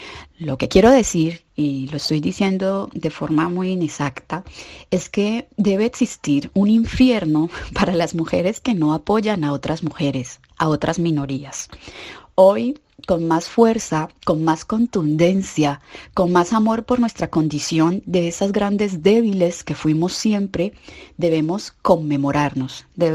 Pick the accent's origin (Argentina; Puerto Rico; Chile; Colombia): Colombia; also born or lived in Ecuador / Mexico; now in Spain; mi impresión como migrante colombiana que creció en Colombia, pero vivió muchos años en Ecuador y luego en México